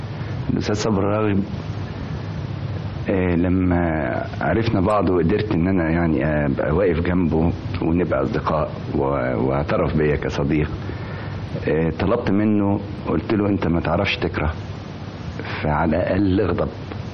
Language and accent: Arabic; Egypt; احنا عندنا في مصر فنان اسمه صبري راغب.